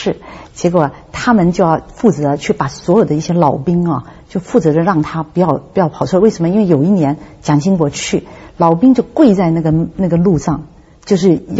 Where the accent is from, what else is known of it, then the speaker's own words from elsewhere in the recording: Hong Kong; born there; 对对，我是在香港出生的，就是这个原因